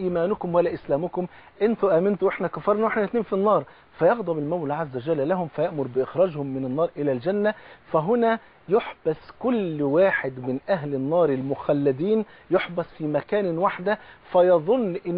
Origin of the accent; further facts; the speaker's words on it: Egypt; حتى زي بيقولوا في المثل كده عندنا في مصر، بصله المحب خروف.